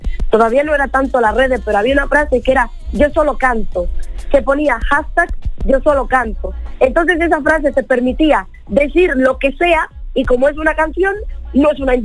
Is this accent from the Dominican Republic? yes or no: yes; Dominican Republic; also born or lived in Spain; Me preguntan, ¿de dónde eres? Pues soy dominicana, española, de todas partes.